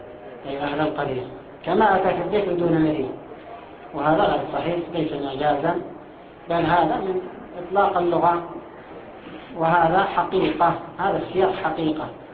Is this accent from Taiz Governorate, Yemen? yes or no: no; Aden, Yemen; فكانت العملة الجنوبية بالدينار عندنا في عدن